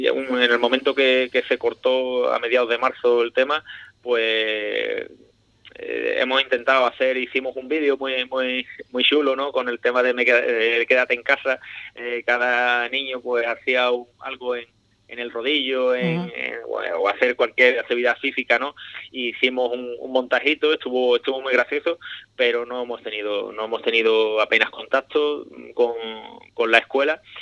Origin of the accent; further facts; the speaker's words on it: Ubrique, Andalusia, Spain; un saludo y mucho ánimo a mi tierra, Ubrique